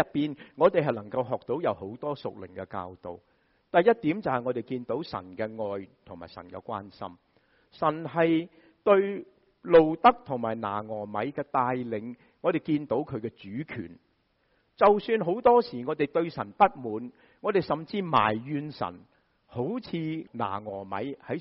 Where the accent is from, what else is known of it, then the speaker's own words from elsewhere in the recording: Guangdong, China; 我们广东人说搵食，是吧？